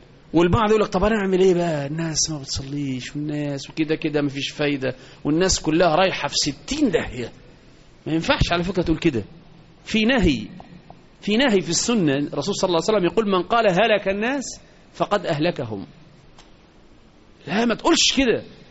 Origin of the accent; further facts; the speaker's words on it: Egypt; وإحنا كمصريين علينا عبء كبير